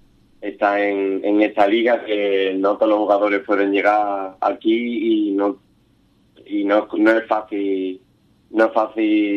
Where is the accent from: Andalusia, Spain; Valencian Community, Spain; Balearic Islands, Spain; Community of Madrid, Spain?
Andalusia, Spain; Ubrique; soy de Ubrique y que estoy jugando en tercera fed, pues a mí me enorgullece cuando voy por ahí y digo que soy de Ubrique.